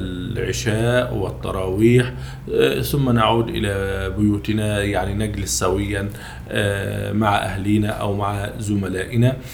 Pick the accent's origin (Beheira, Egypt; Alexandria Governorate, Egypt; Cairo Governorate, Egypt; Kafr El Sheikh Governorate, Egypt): Kafr El Sheikh Governorate, Egypt; Ibshan; أنا نشأت في محافظة كفر الشيخ في مركز بيلة، قرية من قرى هذا المركز تسمى بقرية إبشان.